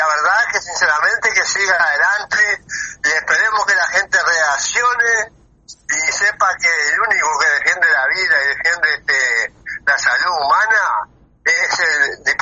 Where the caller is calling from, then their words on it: Minas, Lavalleja, Uruguay; de Minas, La Valleja.